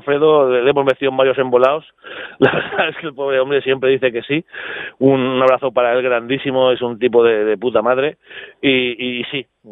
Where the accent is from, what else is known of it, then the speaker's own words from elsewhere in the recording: Castellón, Valencian Community, Spain; nosotros somos de Castellón